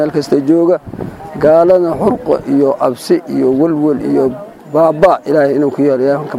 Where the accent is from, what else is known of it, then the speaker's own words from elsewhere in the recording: Dinsoor, Bay, Somalia; waxaan ka yimid magaalada diin soor waan ku soo haajiray